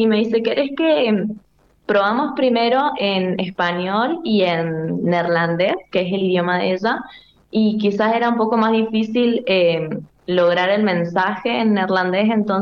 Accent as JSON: {"language": "Spanish", "region": "San Luis", "country": "Argentina", "lives_now": "Mendoza, Argentina", "said": "a los 18 años, yo me vengo a estudiar música acá a Loncuyo, a Mendoza. Yo soy de San Luis."}